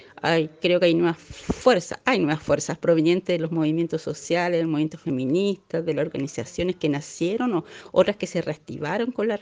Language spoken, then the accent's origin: Spanish; Chile; soy escritora chilena.